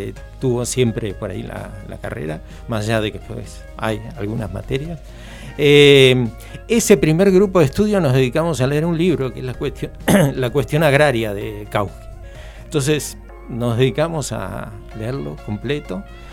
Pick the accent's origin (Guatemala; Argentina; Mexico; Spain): Argentina; Rivera, Buenos Aires Province; Voy a pasar el aviso porque es mi pueblo, Rivera se llama, partido Adolfo Alsina.